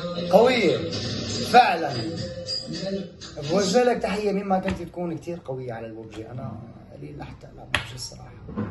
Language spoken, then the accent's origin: Arabic; Syria; حابب كمان أشكر أولاد بلدي سوريا الغالي، تحية لسوريا وتحية للبنان اللي بلشت فيها مسيرتي.